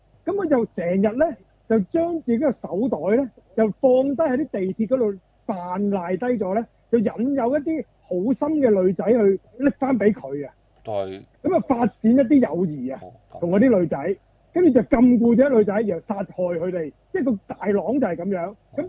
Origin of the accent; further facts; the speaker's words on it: China; 類似我哋中國人栽生嗰啲籠